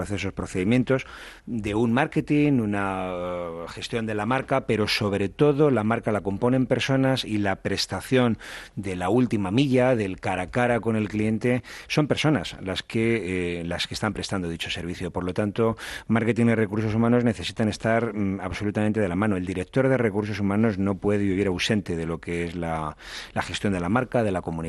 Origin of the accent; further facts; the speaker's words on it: Spain; Pensaba en mi país. España es un país de servicios que cuida muy poco el servicio.